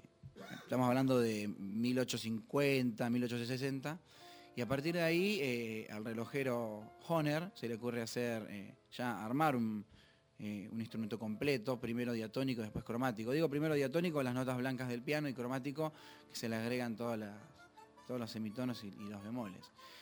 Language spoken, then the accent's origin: Spanish; Rosario, Santa Fe, Argentina; Yo empecé estudiando batería y percusión sinfónico en Rosario, en mi ciudad natal y mi querida ciudad